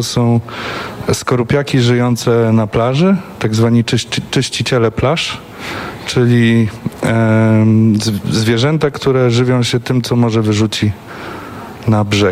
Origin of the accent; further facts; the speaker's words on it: Sopot, Pomeranian Voivodeship, Poland; bo ja jestem Sopocianinem, wychowanym tu całe życie